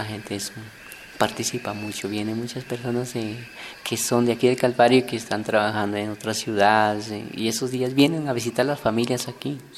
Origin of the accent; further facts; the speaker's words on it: Ibarra, Imbabura, Ecuador; now in Colombia; No, yo soy ecuatoriano, de Ibarra, Ecuador.